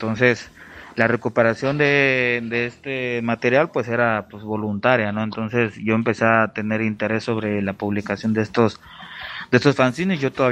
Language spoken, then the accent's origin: Spanish; Acapulco, Guerrero, Mexico; ya lo acaba de decir mi compa Jaque, y soy del puerto de Acapulco.